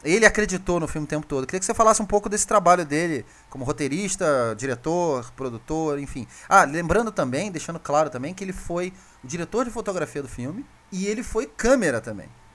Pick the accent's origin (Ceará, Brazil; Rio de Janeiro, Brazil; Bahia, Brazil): Rio de Janeiro, Brazil; eu, como carioca também, eu vivi um pouco daquilo ali que tem no Cidade de Deus. Eu morava do lado da Cidade de Deus, sim, na freguesia.